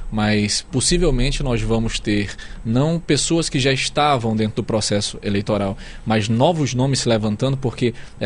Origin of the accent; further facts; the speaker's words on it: Amazonas, Brazil; Nós temos esse sentimento, essa sensação como amazonense.